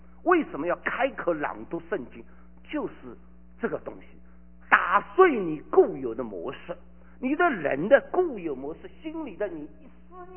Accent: China; 我以前我从大陆来的

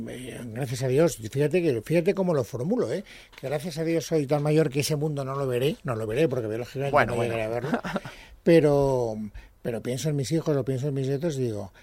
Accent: Castellón, Valencian Community, Spain; born there; en Castellón, que es donde yo nací

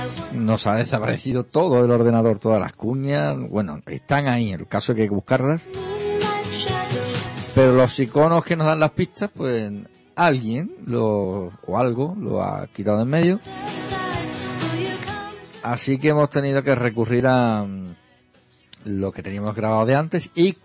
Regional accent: Jerez de la Frontera, Andalusia, Spain; Yo que soy de Jerez, que no soy de Siberia.

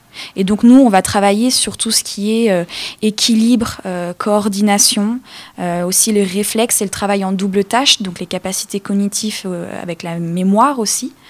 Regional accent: Orléans, Centre-Val de Loire, France; Moi, par exemple, je viens de Orléans.

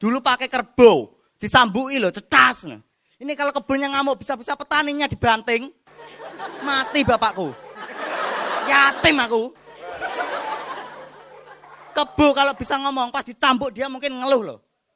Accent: Madiun, East Java, Indonesia; Perkenalkan … dan saya dari Madiun. Dan saya ini anaknya petani teman-teman.

